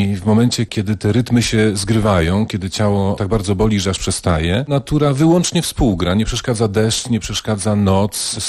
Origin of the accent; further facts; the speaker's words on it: Cieplice, Lower Silesian Voivodeship, Poland; Ja jestem w pierwszym pokoleniu stąd i postanowiłem sobie udowodnić to, że jestem stąd